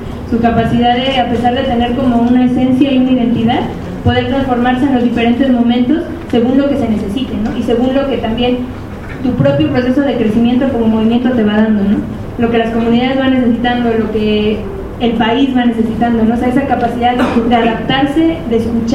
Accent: Mexico; es claro, como mexicanos, que hay un antes y un después

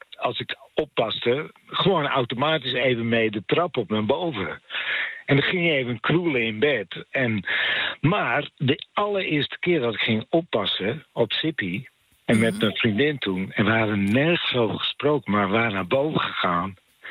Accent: Friesland, Netherlands; ik kom uit Friesland. En op de lagere school gingen wij dan rekenen in het Fries doen.

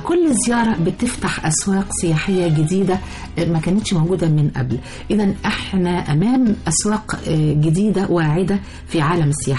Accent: Egypt; مش أنا بقولك احنا المصريين للأسف في كنوز بلدنا مش عارفينها

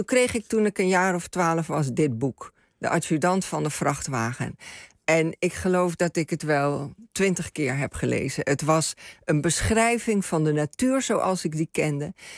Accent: Suriname; En ik groeide op in Suriname, Nederlandstalig.

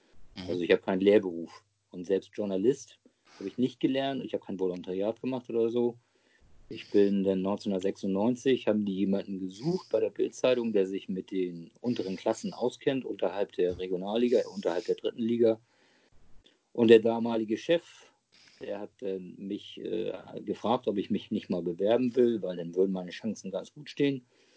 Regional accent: Hamburg, Germany; Also ich bin ja jetzt mittlerweile 55 Jahre alt, gebürtiger Hamburger. Genauer gesagt bin ich Harburger. Da legen die Harburger ja oft Wert drauf und auch die Hamburger. Aber aufgewachsen bin ich eigentlich in Hamburg-Wilhelmsburg, mitten im Herzen von Hamburg

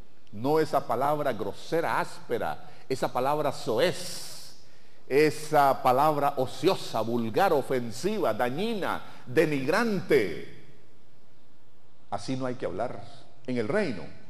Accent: Nicaragua; así como nicaragüenses estamos regidos por la Constitución de la República

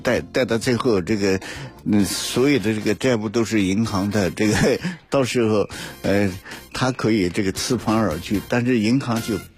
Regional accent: China; 我们中国人特别重视这个住房

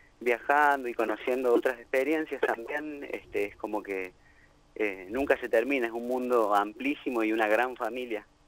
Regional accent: Mendoza, Argentina; now in Río Cuarto, Argentina; yo particularmente vivo ahora en Río Cuarto, soy de Mendoza

